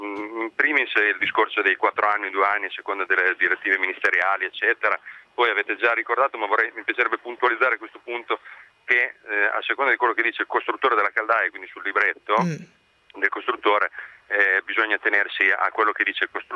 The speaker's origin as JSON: {"language": "Italian", "town": "Rimini", "region": "Emilia-Romagna", "country": "Italy", "said": "Specifico che sono riminese italiano."}